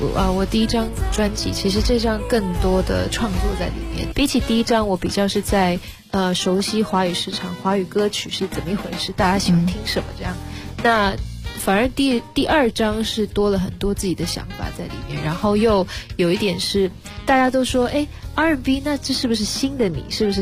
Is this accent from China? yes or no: no; Netherlands; 我记得我小时候在荷兰其实很少接触到中文，因为都是荷兰文